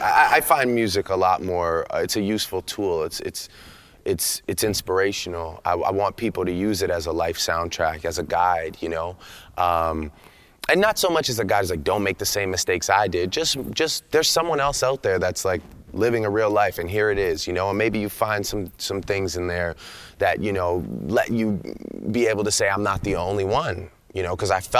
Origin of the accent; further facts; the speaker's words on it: Toronto, Ontario, Canada; because you know, I'm from Toronto. I'm from a place where it's a true mosaic.